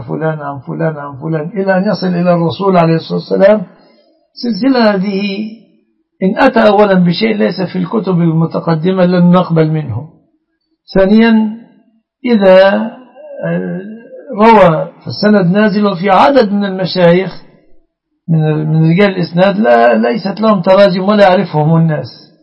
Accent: Egypt; بلادنا مصر

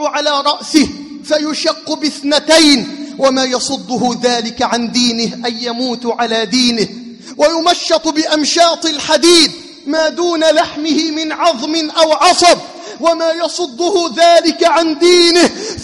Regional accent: Egypt; بلدنا مصر

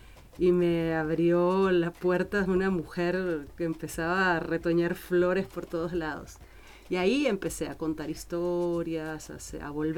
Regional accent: Venezuela; born there; moved away as an adult; also born or lived in Spain; eso fue en el país donde nací, en Venezuela

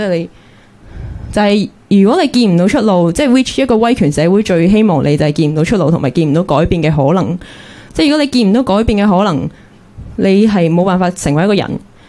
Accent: Hong Kong; 我都想讲多次就系、是，我哋香港人

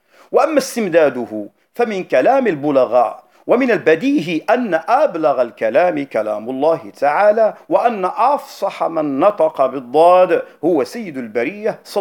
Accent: North, Morocco; أو البعاو عندنا في المغرب وخاصة في الشمال

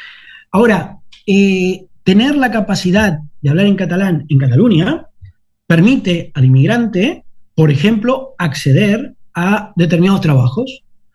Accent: Uruguay; now in Spain; Yo soy muy uruguayo y me siento muy uruguayo. Y parlo catalán y no tengo cap problema en hablar catalán.

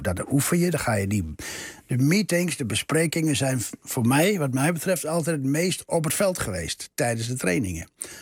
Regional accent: Netherlands; En ik kwam uit de Nederlandse cultuur.

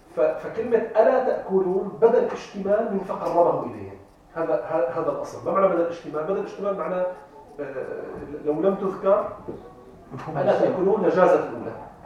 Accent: Damascus, Damascus Governorate, Syria; أو حتى عندنا نحن عندنا في دمشق لا نجعل مثلا الضيف يعني العادة القديمة العربية

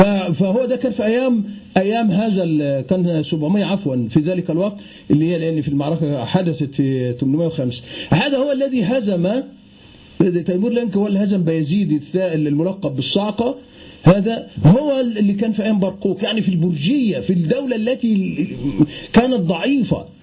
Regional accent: Egypt; يعني عندنا في مصر يقولون على النيل بحر،

